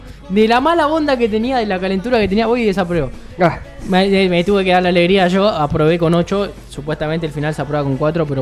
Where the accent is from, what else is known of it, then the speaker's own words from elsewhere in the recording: Argentina; Somos todo argentino.